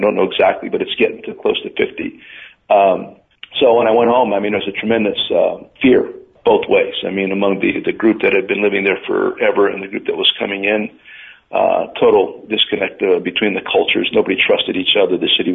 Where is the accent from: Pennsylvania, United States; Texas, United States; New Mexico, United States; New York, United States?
Pennsylvania, United States; Hazleton; That's in my hometown, where right now our hometown is 50% Hispanic. When I grew up, it was 0%.